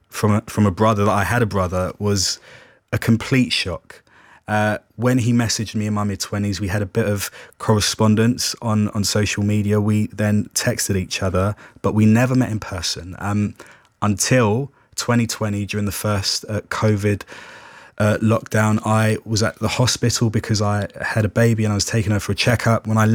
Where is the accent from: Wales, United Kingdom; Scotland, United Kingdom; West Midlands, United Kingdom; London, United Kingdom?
London, United Kingdom; I grew up in care in South London. I lived with four different foster families, and also I spent time in a residential care home.